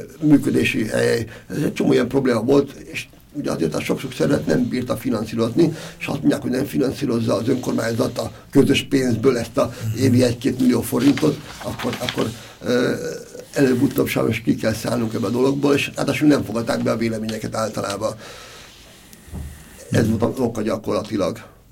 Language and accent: Hungarian; Budapest, Hungary; én Erzsébetvárosban, meg született Erzsébetváros vagyok, tehát azt merem mondani, hogy is ott laktam, ott születtem egész életemben